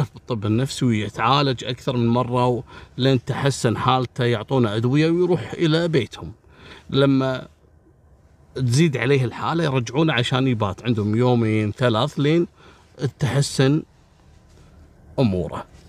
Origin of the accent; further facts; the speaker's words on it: Kuwait; عندنا في الكويت يسمونه بر الرحية